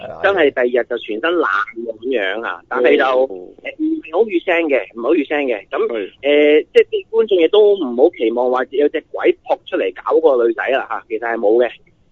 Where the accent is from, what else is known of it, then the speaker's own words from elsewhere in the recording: China; 好似我哋中国人嗰啲全盒咁嘅